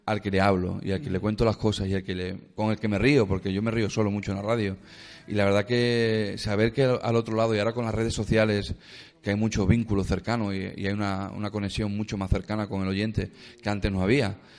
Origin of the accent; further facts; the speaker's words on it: Algeciras, Andalusia, Spain; estuve un año en mi tierra, en Algeciras, en Cádiz